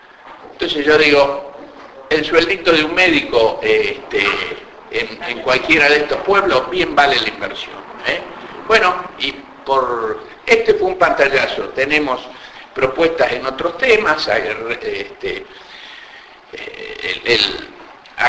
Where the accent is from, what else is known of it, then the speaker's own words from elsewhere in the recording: Loma Negra, Buenos Aires Province, Argentina; Yo soy de Loma Negra, este sentido de discriminación existe, real